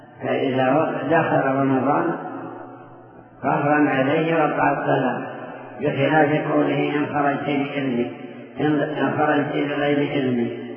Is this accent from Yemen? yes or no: no; Saudi Arabia; هذا أيضا موجود عندنا في المملكة بكثرة في الموادي